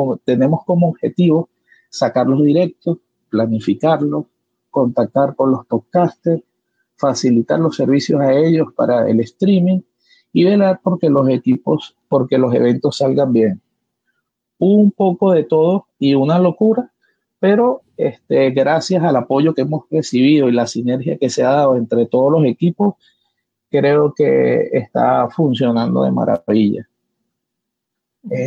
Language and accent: Spanish; Caracas, Capital District, Venezuela; soy de Caracas, Venezuela